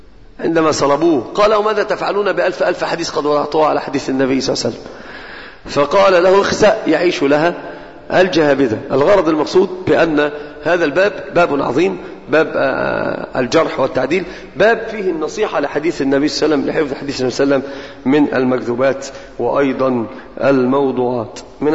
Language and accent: Arabic; Egypt; ومثال عندنا في مصر مشتعل مشتهر جدا